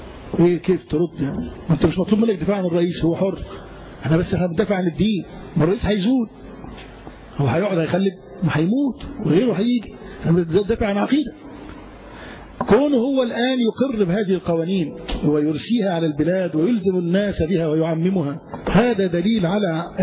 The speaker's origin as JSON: {"language": "Arabic", "country": "Egypt", "said": "طيب هل الحاكم مثلا عندنا في مصر قصر في شيء من التطبيق"}